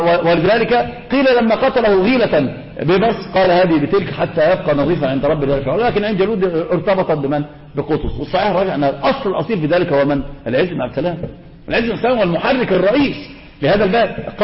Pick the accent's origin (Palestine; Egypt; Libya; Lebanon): Egypt; هذا منتشر عندنا في مصر يا شيخ